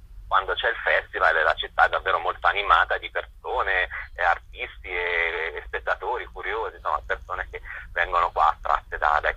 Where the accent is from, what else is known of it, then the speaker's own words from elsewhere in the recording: Sansepolcro, Tuscany, Italy; born there; now in Rome, Italy; io sono anche nato a Sansepolcro, pur vivendo appunto a Roma